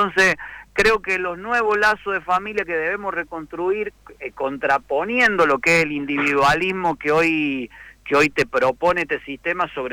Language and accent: Spanish; Colonia Caroya, Córdoba, Argentina; yo recuerdo mi niñez, mi infancia ahí en Colonia Carolla y la casa que ahora tiene mi mamá